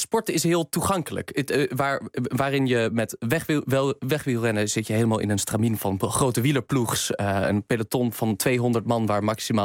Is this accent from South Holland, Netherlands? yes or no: no; Groningen, Netherlands; Ik ben zelf een Groninger, ik ben een echte nuchtere jongen.